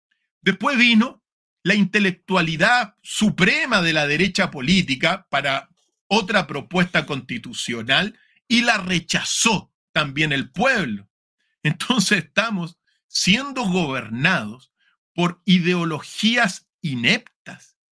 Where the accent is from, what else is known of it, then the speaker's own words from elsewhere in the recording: Chile; lo digo en mi país, para no meterme con Argentina, porque los argentinos saben lo que yo digo. Pero en Chile hemos tenido gobiernos que en realidad no han querido al país